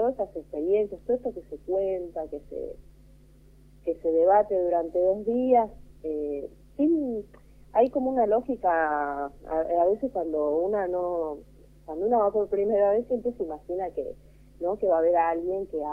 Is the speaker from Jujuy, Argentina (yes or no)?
yes; Jujuy, Argentina; now in Buenos Aires, Argentina; No, yo soy de Jujuy, así que se imaginan que acá en Buenos Aires todo el mundo cree que el norte siempre es más machista.